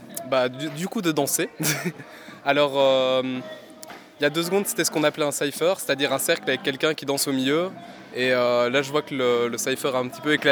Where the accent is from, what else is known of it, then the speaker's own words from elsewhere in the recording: Wavre, Walloon Brabant, Belgium; moi je viens pas de Bruxelles par exemple. Je suis des environs de Wavre